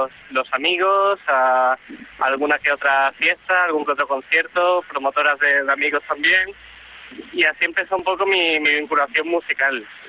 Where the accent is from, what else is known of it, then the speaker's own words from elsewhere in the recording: Seville, Andalusia, Spain; Nací en Sevilla y estudié allí, y hasta hace unos 2 años estuve viviendo allí.